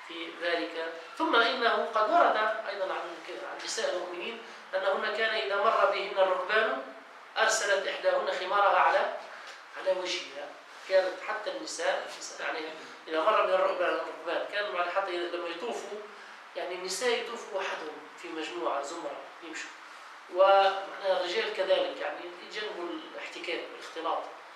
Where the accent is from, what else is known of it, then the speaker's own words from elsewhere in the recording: Tunisia; ونحن أيضا في بلادنا تونس إلى زمن قليل